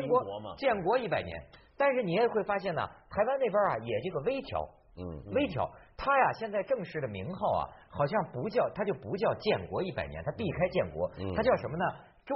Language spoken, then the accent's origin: Chinese; Hebei, China; 比如说那个我的老家，我们河北人民要独立了